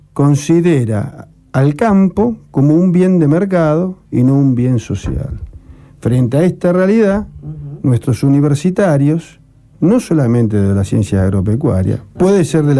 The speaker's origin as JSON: {"language": "Spanish", "town": "Rosario", "region": "Santa Fe", "country": "Argentina", "tie": "born or raised there", "moved": "yes", "said": "yo soy hijo de Rosario, hace muchos años que vivo afuera."}